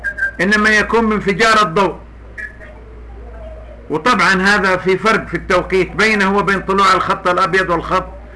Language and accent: Arabic; Saudi Arabia; مثل هذه القضية حصلت عندنا في السعودية